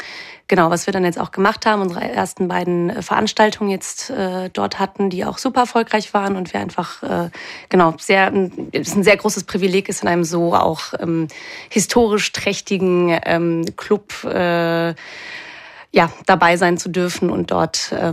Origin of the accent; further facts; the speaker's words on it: Cologne, North Rhine-Westphalia, Germany; now in Vienna, Austria; Genau, also ich komme eigentlich aus Köln und lebe seit anderthalb Jahren in Wien.